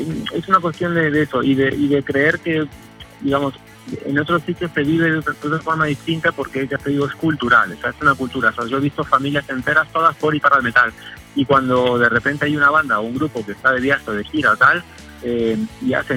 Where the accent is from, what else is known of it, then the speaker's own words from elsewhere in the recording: Argentina; born there; Yo nací en Argentina, entonces pues conozco mucho Sudamérica, el metal en Sudamérica